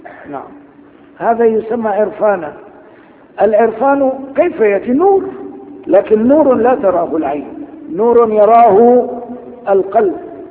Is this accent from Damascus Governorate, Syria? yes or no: yes; Damascus, Damascus Governorate, Syria; عدت إلى بلدي دمشق مثل هذا اليوم تقريبا